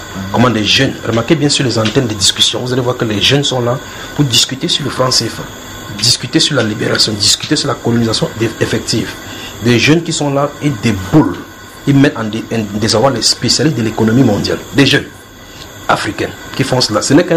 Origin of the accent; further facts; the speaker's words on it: Cameroon; Si tu es Camerounais, je suis Camerounais.